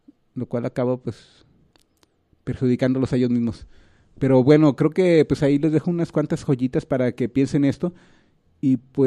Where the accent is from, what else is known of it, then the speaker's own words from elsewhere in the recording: Mexico; uno como mexicano pues quieras o no pues desde el 94 ha estado pues oyendo todo el discurso zapatista